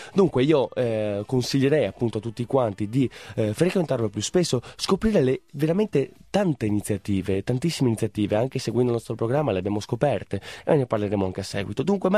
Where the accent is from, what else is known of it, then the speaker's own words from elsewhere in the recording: San Biagio di Callalta, Veneto, Italy; io sono originario dal paese di San Biagio di Callalta